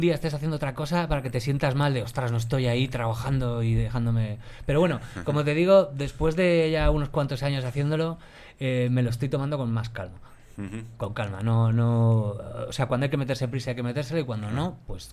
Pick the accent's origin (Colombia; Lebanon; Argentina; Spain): Spain; Madrid, Community of Madrid; also born or lived in England; yo como tantos otros vengo del prolífico barrio de la Alameda de Osuna. de una época donde, no sé, habría poca tele, somos muchos de ahí. Uh-huh. Y luego me pegué un viaje a Inglaterra que duró 10 años